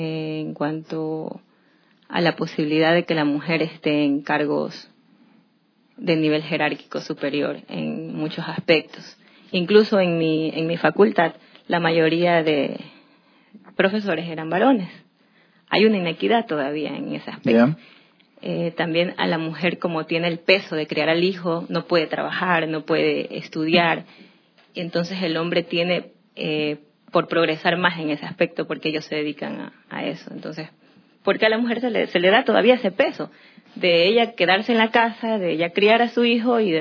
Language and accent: Spanish; Durán, Guayas, Ecuador; yo soy de Durán. Me he criado ahí toda mi vida. Nací en Guayaquil porque no habían maternidades ahí. Me tocó que mi madre me venga a dar a luz en la ciudad de Guayaquil, pero soy durandeña de corazón.